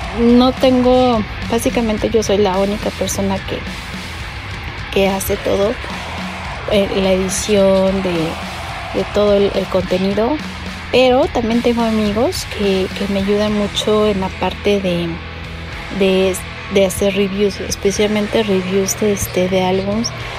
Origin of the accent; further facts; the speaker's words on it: Mexico City, Mexico; yo soy mexicana, vivo en Ciudad de México